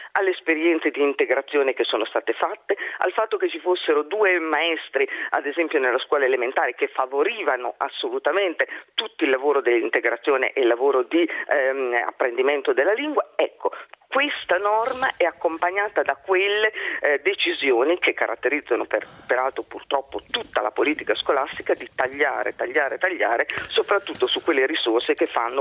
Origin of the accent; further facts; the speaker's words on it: Emilia-Romagna, Italy; Io vengo dall'Emilia Romagna